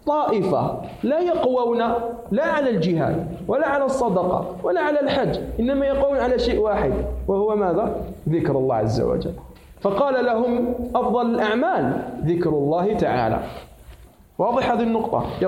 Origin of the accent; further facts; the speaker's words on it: Algeria; أعرف شيخا محدثا من هنا من بلدنا الجزائر